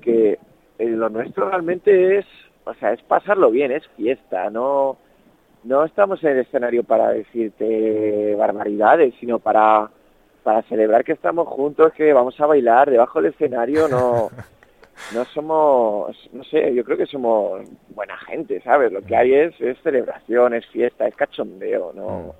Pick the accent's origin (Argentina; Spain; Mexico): Spain; Madrid, Community of Madrid; yo soy de Chamberí y me gusta mucho el barrio de Chamberí, ¿sabes?